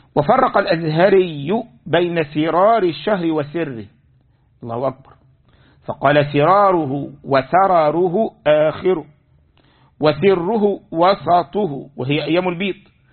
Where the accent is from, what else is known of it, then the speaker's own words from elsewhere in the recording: Egypt; يعني عندنا في مصر الناس يسمون